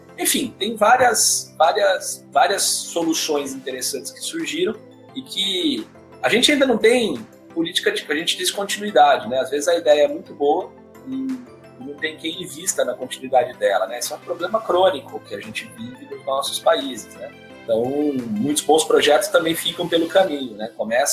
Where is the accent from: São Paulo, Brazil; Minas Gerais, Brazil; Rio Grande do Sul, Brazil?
São Paulo, Brazil; Jundiaí; now in Santos, Brazil; eu cresci bem perto de Santos, quer dizer, não sou de Santos, né? Eu sou de Jundiaí, mas vinha direto para cá, minha avó morava aqui